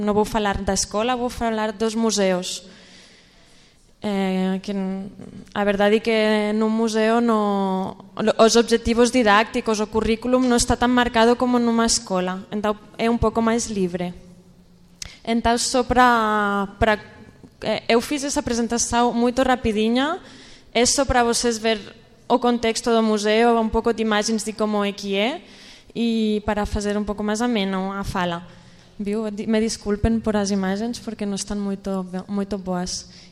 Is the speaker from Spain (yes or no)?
yes; Barcelona, Catalonia, Spain; Portuguese is a second language; now in Brazil; eu sou de Barcelona, estou aqui por o meu anterior trabalho